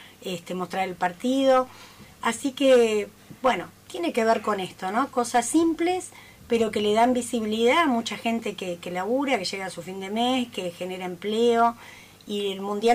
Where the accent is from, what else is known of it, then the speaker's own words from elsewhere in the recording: Argentina; Los argentinos somos y argentinas muy apasionados por el fútbol